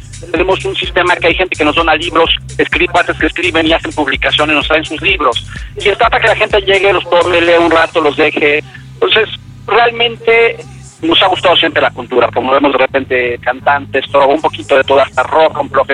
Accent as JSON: {"language": "Spanish", "region": "Mexico City", "country": "Mexico", "said": "inquieto, pintor, fotógrafo, diseñador, bailarín, cha-cha-cha, y charrechero como buen chilango."}